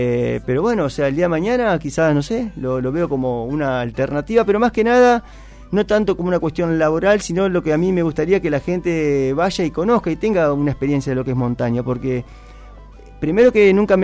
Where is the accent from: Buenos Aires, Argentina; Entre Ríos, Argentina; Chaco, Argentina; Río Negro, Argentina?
Buenos Aires, Argentina; No, le digo, imposible, yo soy de Buenos Aires.